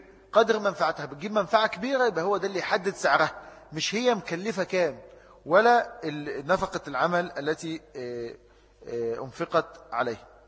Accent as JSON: {"language": "Arabic", "country": "Egypt", "said": "يعني الفكر الليبرالي لما جه عندنا في مصر"}